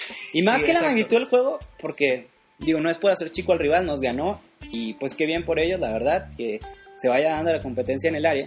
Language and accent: Spanish; Chihuahua, Mexico; acá somos de Chihuahua, ¿verdad?